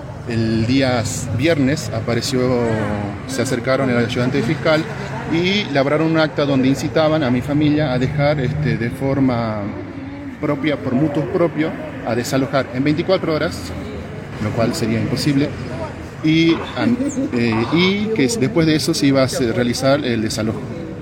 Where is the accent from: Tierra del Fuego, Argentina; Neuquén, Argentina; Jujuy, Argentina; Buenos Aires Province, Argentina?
Jujuy, Argentina; soy de la comunidad Turcapacha, mi familia se estableció ahí en lo que se denominaba el margen del río Los Alisos.